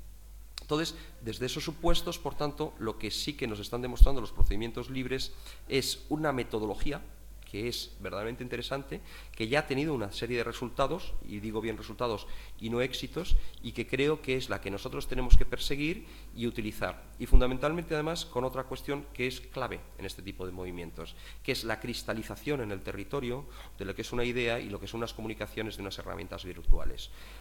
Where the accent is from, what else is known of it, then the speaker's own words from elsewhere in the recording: Madrid, Community of Madrid, Spain; born there; Si llego a nacer 1.500 kilómetros al sur, estoy jodido. Yo nací en Madrid.